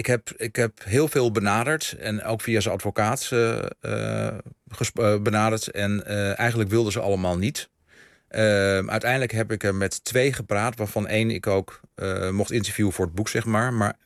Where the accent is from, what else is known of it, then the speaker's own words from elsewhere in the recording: northern Netherlands, Netherlands; Ik ben een Noorderling.